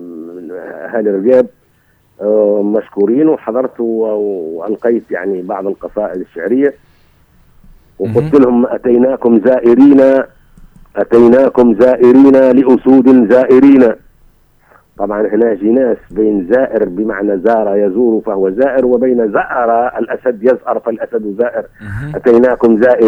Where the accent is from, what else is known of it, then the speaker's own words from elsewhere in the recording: Sidi Bouzid, Tunisia; انا من سيدي بوزيد